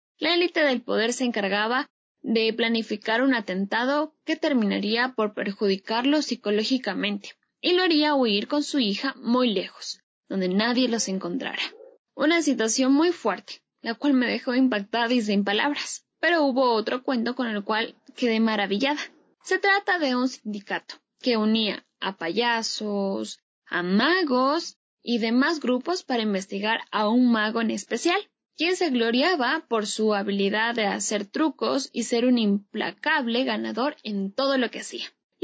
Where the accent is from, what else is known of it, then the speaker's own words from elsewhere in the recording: Ecuador; Creo que tal reflexión se acerca a lo que somos los ecuatorianos.